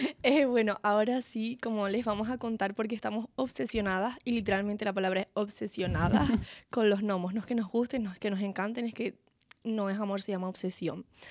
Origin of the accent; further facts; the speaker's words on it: Canary Islands, Spain; Y sí, evidentemente soy una persona canaria.